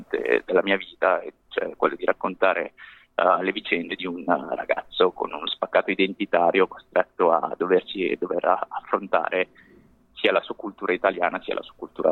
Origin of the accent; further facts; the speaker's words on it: Milan, Lombardy, Italy; Io sono nato qui in Italia, sono cresciuto a Milano e vivo tuttora a Milano.